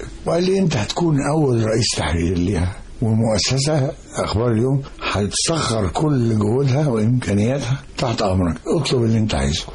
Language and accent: Arabic; Mit Rahina, Giza Governorate, Egypt; من بلد غريبه قوي في مصر في التاريخ اسمها منف، في التاريخ الحديث اسمها ميت رهينه. دي على بعد كيلو متر تقريبا من بلدة سقارة، وهي بلدة شهيرة بالنخيل وليها تاريخ فرعوني قديم.